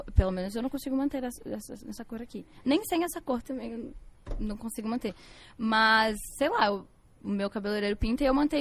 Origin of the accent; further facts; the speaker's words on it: Tuparendi, Rio Grande do Sul, Brazil; Amo Tuparendi, vocês sabem que eu honro minha terra e tudo mais.